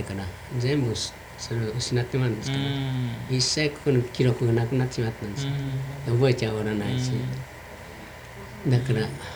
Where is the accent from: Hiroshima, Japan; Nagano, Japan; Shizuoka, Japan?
Hiroshima, Japan; 広島県。全部ですか。